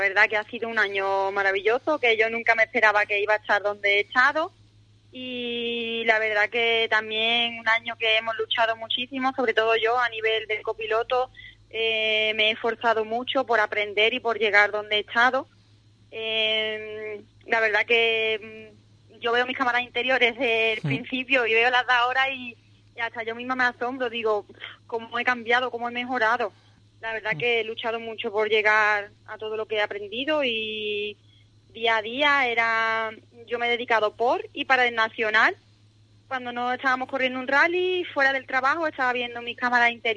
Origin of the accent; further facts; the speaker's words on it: Cádiz, Andalusia, Spain; tanto Ernesto como yo somos los primeros gaditanos en disputar un nacional completo de rally.